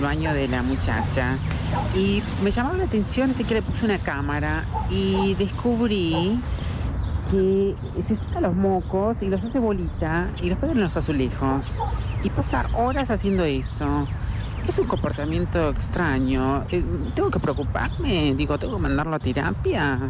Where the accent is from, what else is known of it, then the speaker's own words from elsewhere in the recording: Buenos Aires, Argentina; soy de Belgrano, tengo 50 años.